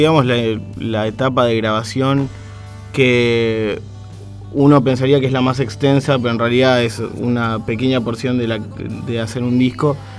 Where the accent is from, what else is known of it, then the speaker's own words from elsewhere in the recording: Chile; also born or lived in Mar del Plata; now in Argentina; Soy de Chile, en realidad.